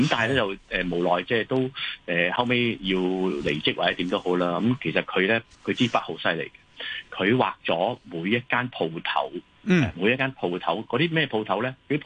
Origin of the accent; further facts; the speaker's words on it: Guangdong, China; 我哋繁体字嘅招牌嗰啲咧，即系我哋广东人。